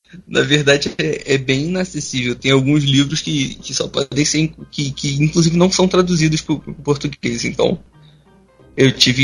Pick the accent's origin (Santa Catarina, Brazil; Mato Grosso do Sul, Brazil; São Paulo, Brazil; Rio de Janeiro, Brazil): Rio de Janeiro, Brazil; now in Nilópolis, Brazil; Eu sou do Rio de Janeiro. Eu nasci na cidade do Rio de Janeiro, mas hoje eu moro em Nilópolis.